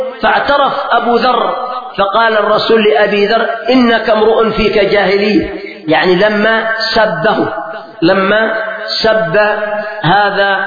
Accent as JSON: {"language": "Arabic", "country": "Yemen", "said": "يعني مثلا عندنا في اليمن أناس"}